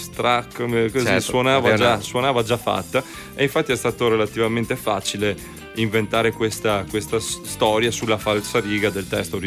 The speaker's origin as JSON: {"language": "Italian", "town": "Padua", "region": "Veneto", "country": "Italy", "said": "prima di tutto noi siamo veneti, siamo padovani"}